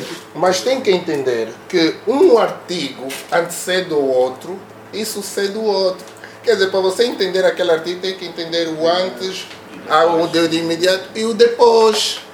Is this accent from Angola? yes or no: yes; Angola; nós como angolanos temos uma preguiça precoce